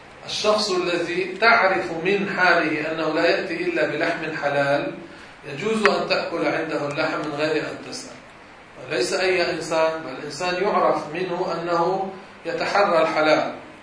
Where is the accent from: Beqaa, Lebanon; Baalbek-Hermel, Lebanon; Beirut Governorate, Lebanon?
Beirut Governorate, Lebanon; Beirut; تعال نطلع على أهل بلدنا بيروت